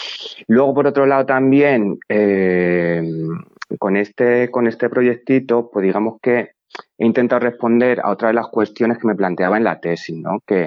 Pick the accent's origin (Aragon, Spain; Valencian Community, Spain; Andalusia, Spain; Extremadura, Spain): Extremadura, Spain; quienes procedemos así de territorios periféricos, yo soy de Extremadura, y bueno, para mí Extremadura y Andalucía son pues, bastante primas hermanas